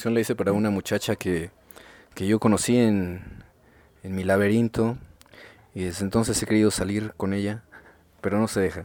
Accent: Iztapalapa, Mexico City, Mexico; yo nací en Iztapalapa, bueno, nací en un hospital que estaba en Coyoacán, pero pues yo vivo en Iztapalapa desde toda la vida, ¿no? Siempre me he movido de Chantes, he vivido por Canal de Chalco, en San Lorenzo Texonco

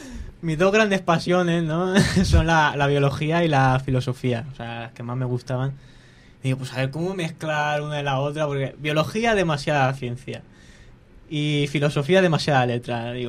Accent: Alicante, Valencian Community, Spain; Pues yo vengo de Virgen del Remedio, de toda la vida del barrio. Y nada, pues tengo 19 años para 20.

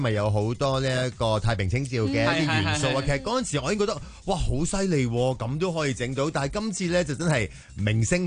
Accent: Hong Kong; 我哋香港人

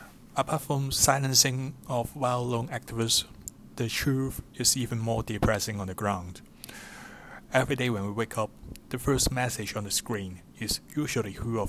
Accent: Hong Kong; English is a second language; from Hong Kong, a former legislator who was elected by Hong Kongers back in 2016.

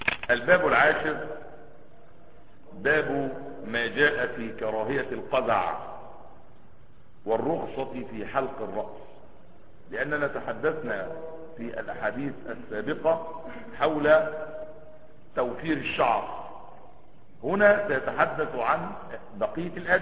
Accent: Asyut, Asyut Governorate, Egypt; لان انا صعيدي على فكرة ومن اسيوط، عشان تبقوا واخدين بالكم

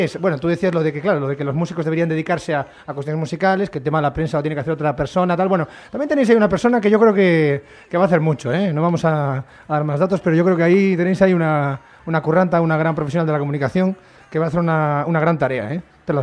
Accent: Nigrán, Galicia, Spain; de Nigrán, ¿no?

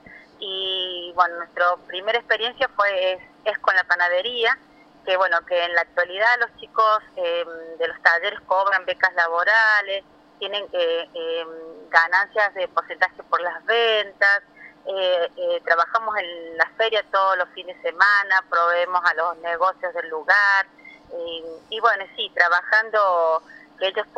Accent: La Falda, Córdoba, Argentina; No, nosotros somos de La Falda y estamos atrás del hospital de La Falda.

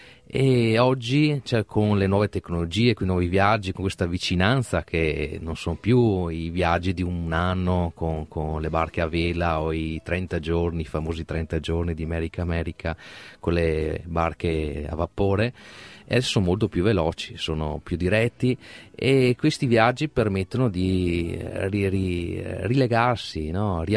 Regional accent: Veneto, Italy; a noi da veneti diciamo

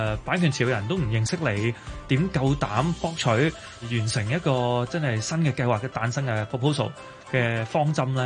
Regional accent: China; 但係傳統我哋中國人有一種諗法

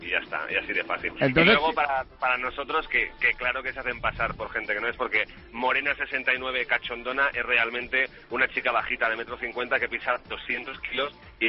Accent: Barcelona, Catalonia, Spain; now in Madrid, Spain; Era de Barcelona y por motivos de trabajo estoy en Madrid.

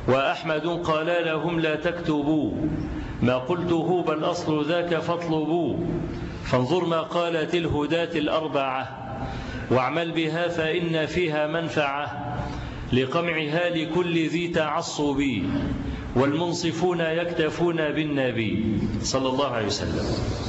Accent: Egypt; وأنا ما بقولش الكلام ده لأن أنا مصري

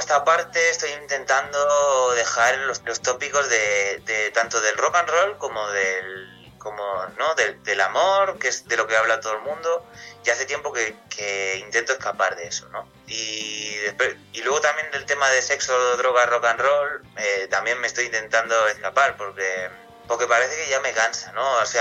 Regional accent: Castilla-La Mancha, Spain; es un blues sobre mi tierra, que yo soy originario de Castilla-La Mancha.

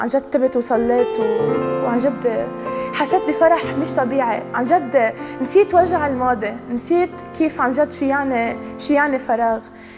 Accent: Lebanon; أنا من لبنان عمري 23 سنة

